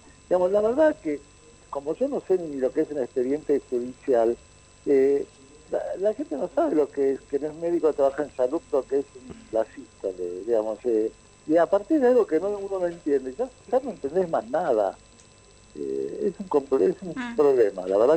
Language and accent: Spanish; Italy; yo como soy italiano